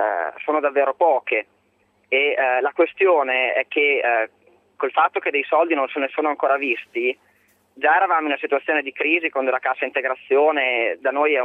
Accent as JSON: {"language": "Italian", "town": "Mirandola", "region": "Emilia-Romagna", "country": "Italy", "said": "Io per l'esattezza sono di Miranda, la stessa città dell'assessore Ganzelli"}